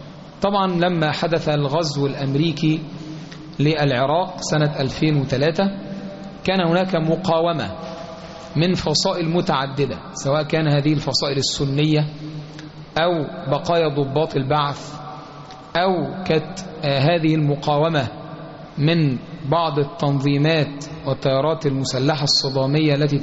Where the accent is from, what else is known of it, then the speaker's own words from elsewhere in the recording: Egypt; سواء ما يحدث في بلادنا مصر أو ما يحدث في البلاد المجاورة لنا